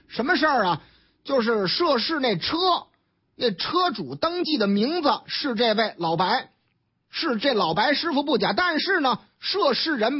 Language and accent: Chinese; Beijing, China; 咱都是北京人嘛，讲文明懂礼貌嘛